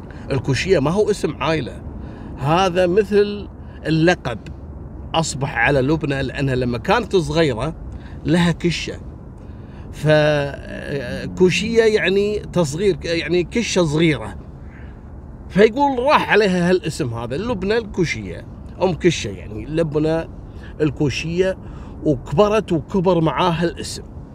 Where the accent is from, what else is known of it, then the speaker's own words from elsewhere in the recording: Jordan; كانت موجودة عندنا في الأردن